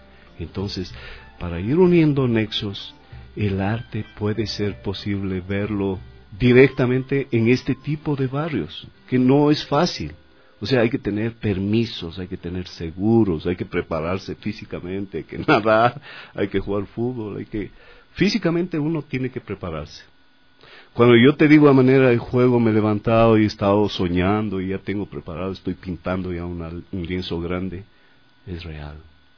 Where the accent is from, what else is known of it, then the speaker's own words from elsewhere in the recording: Girón, Azuay, Ecuador; Yo, de muy niño, yo soy de Cuenca, de la ciudad de Girón